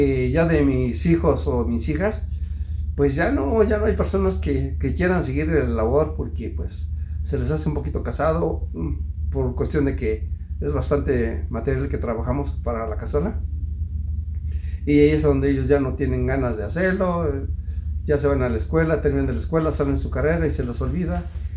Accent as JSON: {"language": "Spanish", "town": "Metepec", "region": "State of Mexico", "country": "Mexico", "tie": "born or raised there", "said": "De aquí de Metepec. Aquí en Metepec, ellos eran olleros"}